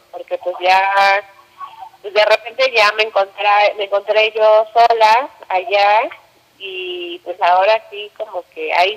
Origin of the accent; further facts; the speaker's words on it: Mexico; moved away; Yo me fui de México hace 12 años, me fui de México.